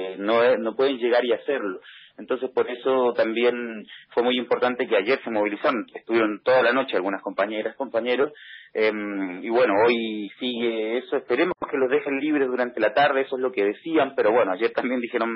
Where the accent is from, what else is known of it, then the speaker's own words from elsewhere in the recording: Chile; Yo soy chileno, digamos, y conozco mucho de estos procesos